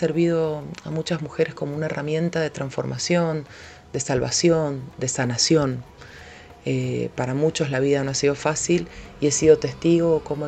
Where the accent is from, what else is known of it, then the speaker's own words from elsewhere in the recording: Mendoza, Argentina; soy mendocina, soy productora audiovisual